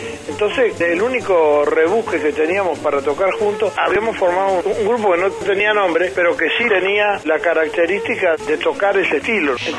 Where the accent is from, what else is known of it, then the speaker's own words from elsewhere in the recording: Núñez, Buenos Aires, Argentina; de mi pueblo, en Núñez